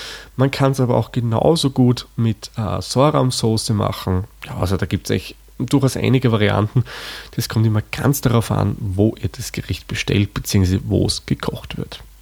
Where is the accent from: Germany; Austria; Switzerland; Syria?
Austria; Der Kohl ist bei uns in Österreich das, was man bei euch Wirsing nennt.